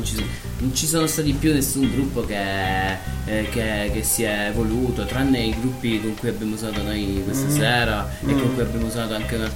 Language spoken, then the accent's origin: Italian; Reggio Calabria, Calabria, Italy; moved away; Sì, due dei componenti su tre siamo di Reggio Calabria, siamo nati e cresciuti a Reggio Calabria e trasferiti chi da più, chi da meno in quel del nord.